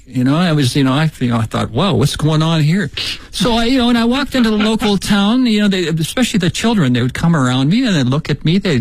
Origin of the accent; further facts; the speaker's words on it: Shanxi, China; now in Beijing, China; When we came here from Shanxi province. Oh, yeah.